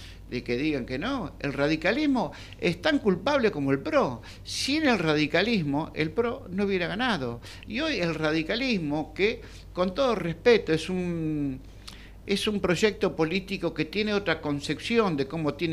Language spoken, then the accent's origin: Spanish; Argentina; Entonces yo pienso hoy como argentino